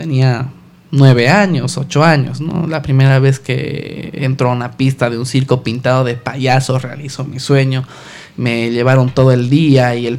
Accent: La Paz, Bolivia; Yo soy de La Paz.

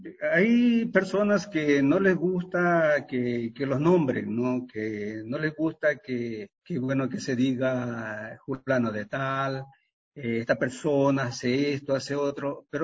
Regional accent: Ecuador; Entonces yo le decía, pues vengo del Ecuador.

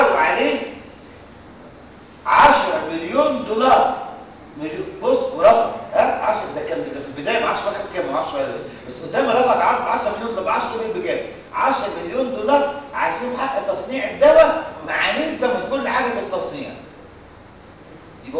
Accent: Egypt; الشقه اللي انا ساكن فيها في مدينه نصر بتاعتي

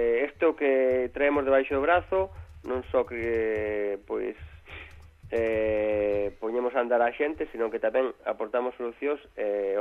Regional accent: Galicia, Spain; como os galegos estamos en todas partes, non íamos estar ali.

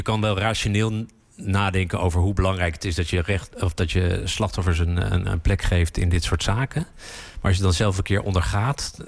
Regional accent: The Hague, South Holland, Netherlands; ja, ik ben dubbel Hagenees.

